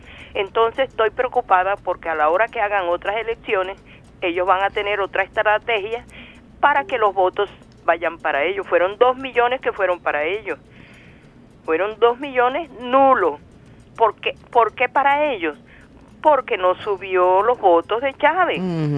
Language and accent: Spanish; Colombia; Colombia se dejó vencer y te lo digo que soy colombiana.